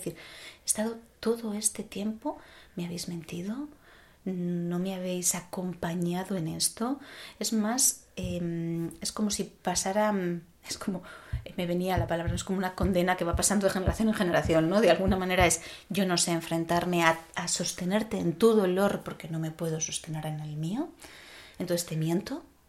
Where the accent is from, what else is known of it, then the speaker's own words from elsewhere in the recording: Castile, Spain; Yo vengo de un pueblo de Castilla donde se velaban los cuerpos en casa y se amortajaban en casa y el cuerpo no se iba hasta que no se enterraba.